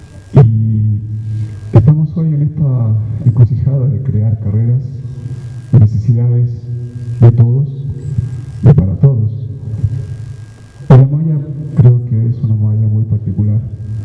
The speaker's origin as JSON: {"language": "Spanish", "country": "Chile", "moved": "yes", "lives_now": "Ecuador", "said": "Yo no soy ecuatoriano, soy chileno, vivo 20 años en este país"}